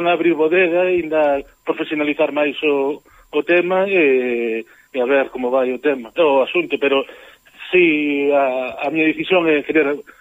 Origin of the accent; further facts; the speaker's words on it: Galicia, Spain; Os portugueses son familia, somos irmáns, os galegos somos irmáns do Douro para arriba, sempre direi